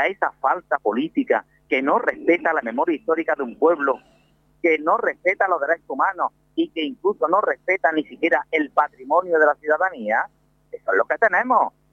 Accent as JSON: {"language": "Spanish", "town": "Córdoba", "region": "Andalusia", "country": "Spain", "said": "como cordobés, andaluz, cuando yo iba a mi mezquita"}